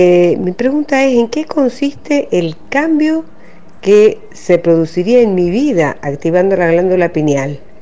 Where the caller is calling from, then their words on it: Caucete, San Juan, Argentina; de Caucete y estoy escuchando el programa.